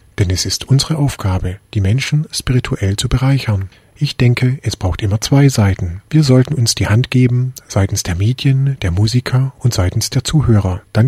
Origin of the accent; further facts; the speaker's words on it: India; Ich selbst spreche über Indien, denn ich bin Inder